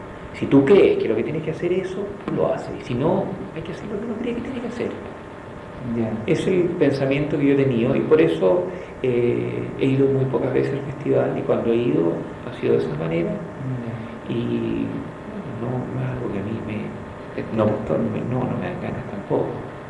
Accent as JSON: {"language": "Spanish", "country": "Chile", "said": "esas típicas timideces que tiene uno como chileno"}